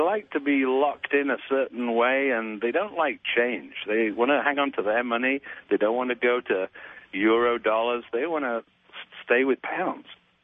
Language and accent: English; Bradford, Yorkshire and the Humber, United Kingdom; also born or lived in London; now in Newport Beach, United States; moved from Bradford to London to Newport Beach, California.